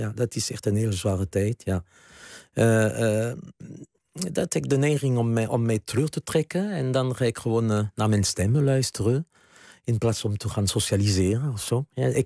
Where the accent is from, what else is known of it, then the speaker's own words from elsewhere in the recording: southwest France, France; Dutch is a second language; now in Netherlands; ik kom uit Zuidwest-Frankrijk. Ik ben bijna een Latino, hè, zou je kunnen stellen.